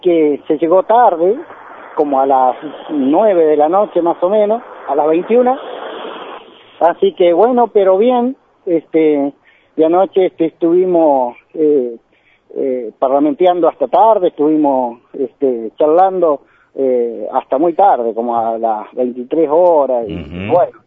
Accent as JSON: {"language": "Spanish", "region": "Río Negro", "country": "Argentina", "said": "yo soy en realidad de una comunidad originaria que se llama el Chaiful, a 70 kilómetros de acá."}